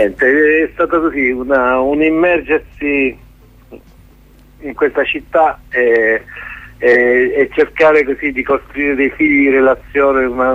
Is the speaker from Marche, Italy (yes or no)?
no; Lecce, Apulia, Italy; ero straniero completamente a Taranto, anche se sono di Lecce, insomma, però ho vissuto tanti anni fuori.